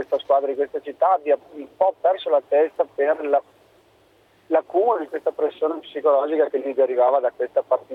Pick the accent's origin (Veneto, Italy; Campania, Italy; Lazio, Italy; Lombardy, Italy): Veneto, Italy; Vicenza; sono di Vicenza